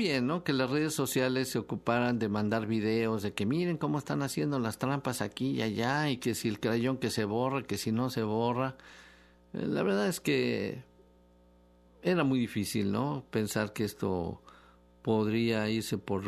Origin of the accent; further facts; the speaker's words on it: Mexico; A ver, ¿qué vamos a hacer nosotros como mexicanos, no?